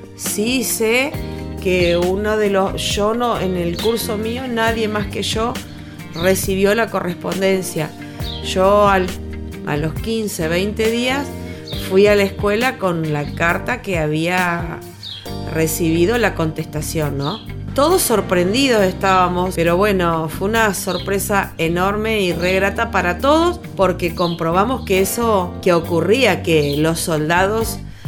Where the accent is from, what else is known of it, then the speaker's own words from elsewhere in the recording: Huatraché, La Pampa, Argentina; now in General Campos, Argentina; actualmente vivo en General Campos. Soy nacida y criada en Huatraché. Tengo 47 años y apenas tenía casi 8 cuando se declaró el conflicto de Malvinas.